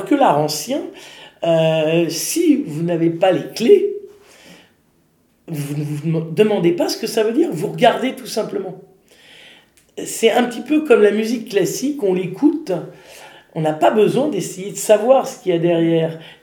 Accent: Paris, Île-de-France, France; parce que je suis parisienne et plus très jeune

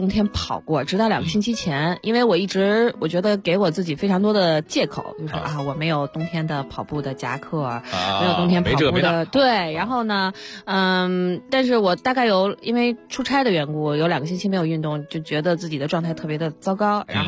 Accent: Beijing, China; 我就真的是沿着这玉渊潭跑的时候，看到了我小时候在那儿长大的

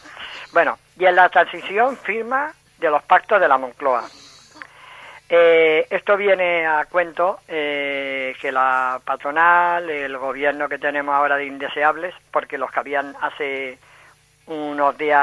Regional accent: Santa Coloma de Gramenet, Catalonia, Spain; Y yo que soy de Gramenet del Besó

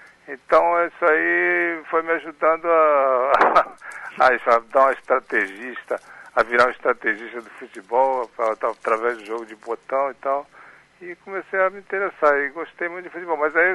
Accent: São Vicente, São Paulo, Brazil; sempre fui criado na praia, né, em São Vicente, Santos.

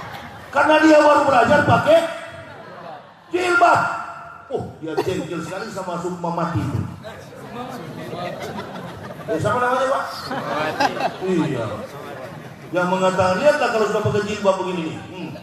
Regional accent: North Sulawesi, Indonesia; Saya orang Manado, saya dari kecil suka ngolok-ngolok

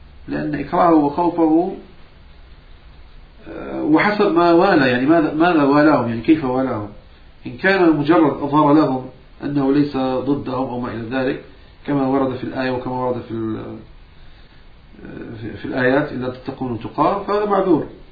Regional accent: Morocco; نعم أنا من المغرب، أنا مغربي وشامي وحجازي.

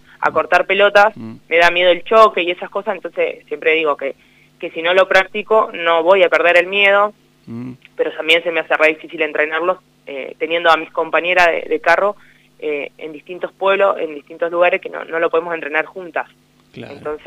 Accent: La Maruja, La Pampa, Argentina; yo soy de La Maruja, me anoté para ir a jugar acá.

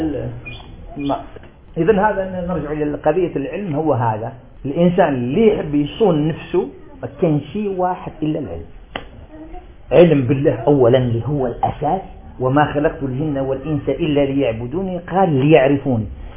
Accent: Algeria; وإحنا عندنا في الجزائر دايرين الفجر على 18 درجة

